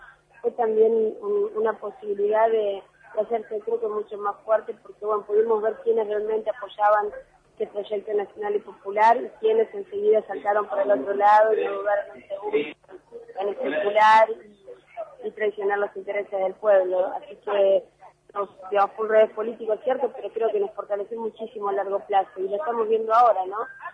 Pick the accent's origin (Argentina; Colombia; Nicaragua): Argentina; sentirnos parte, no solamente como argentinos, sino como parte de América Latina. Yo te digo, lo veo, soy joven